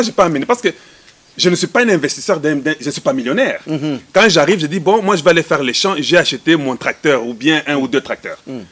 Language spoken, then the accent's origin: French; DR Congo; Mais chez nous au Congo, on a des terres incroyables.